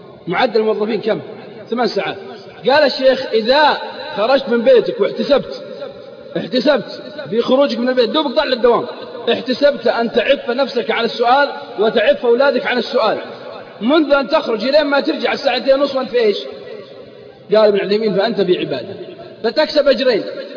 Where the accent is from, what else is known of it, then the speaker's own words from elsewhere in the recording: Al-Qassim, Saudi Arabia; عندنا في القصيم يقول مالي شغل